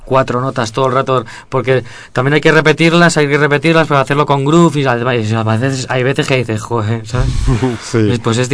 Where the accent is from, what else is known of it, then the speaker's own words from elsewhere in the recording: Madrid, Community of Madrid, Spain; como los madrileños somos tan